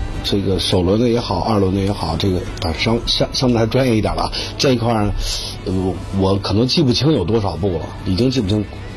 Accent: Fangshan, Beijing, China; 因为我老家是房山人

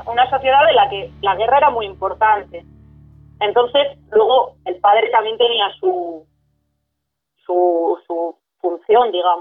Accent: Soria, Castile and León, Spain; Yo, por ejemplo, que soy de Soria y tengo una ciudad celtíbera al lado, que es Numancia.

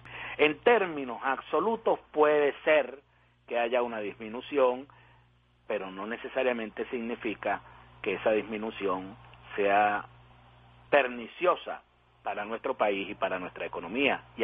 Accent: Venezuela; ya no solo como venezolano

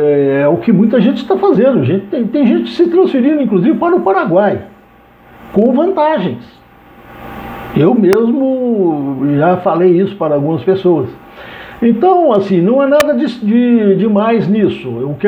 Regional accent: Minas Gerais, Brazil; Sou mineiro daquela escola que diz mineração e eleição só depois da apuração.

